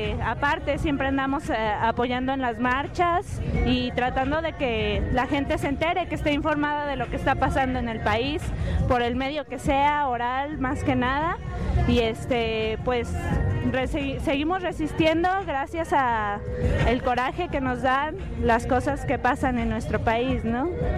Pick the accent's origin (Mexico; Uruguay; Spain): Mexico; San Luis Potosí; Yo vengo de San Luis Potosí y las formas de rebeldía que he visto en mi ciudad son